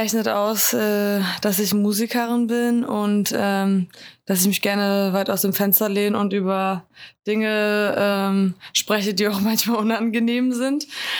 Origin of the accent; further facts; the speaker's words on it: Schleswig-Holstein, Germany; bei uns in Nordfriesland, ich komme nicht aus Flensburg, aber aus der Region, da tickt natürlich die Uhr irgendwie so ganz anders als in der Stadt, ne, wenn du wirklich so zwischen Deichen und Schafen nur groß wirst.